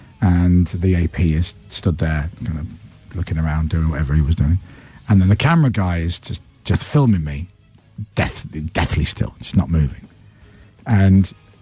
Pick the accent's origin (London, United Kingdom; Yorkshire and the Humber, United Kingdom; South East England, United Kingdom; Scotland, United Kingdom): Yorkshire and the Humber, United Kingdom; Leeds; my mum's family's from Dublin, and my dad's, I'm from Leeds. My dad was born in Leeds, but his dad was born in Mayo, in Ireland.